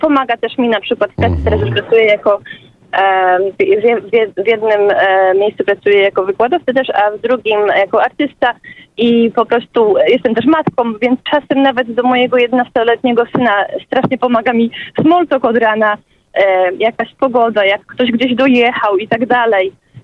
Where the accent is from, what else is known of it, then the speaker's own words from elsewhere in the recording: Greater Poland Voivodeship, Poland; małe wioski Wielkopolska. Ja jestem z Wysoka Skina.